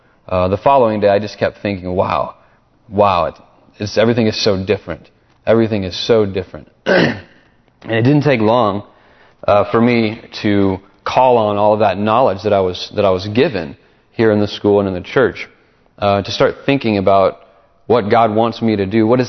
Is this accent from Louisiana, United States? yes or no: yes; Alexandria, Louisiana, United States; I think back on growing up in Louisiana and Alexandria and the neighborhood that I was in, the friends that I had, and I was young.